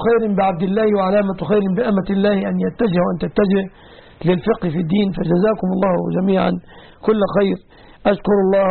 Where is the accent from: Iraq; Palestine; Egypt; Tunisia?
Egypt; ونسأل الله دوما أن يحفظ بلادنا مصر وبلاد